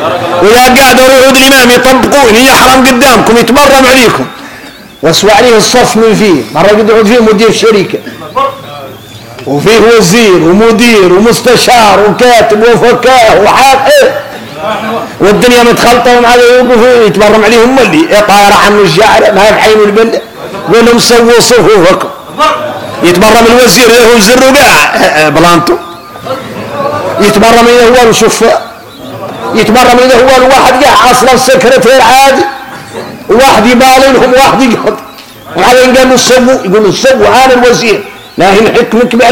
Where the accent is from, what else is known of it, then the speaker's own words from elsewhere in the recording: Mauritania; احنا موريتاني